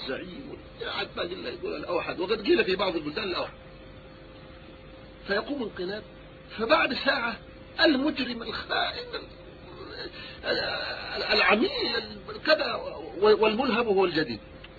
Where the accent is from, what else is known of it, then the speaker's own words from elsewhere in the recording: Yemen; وهناك نكتة عندنا في اليمن